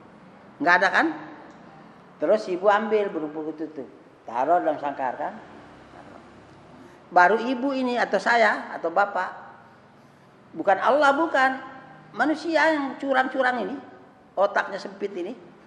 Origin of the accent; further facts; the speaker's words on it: West Nusa Tenggara, Indonesia; Enggak, saya dari Sumbawa sana. Tidak ada niat ke sini nikah.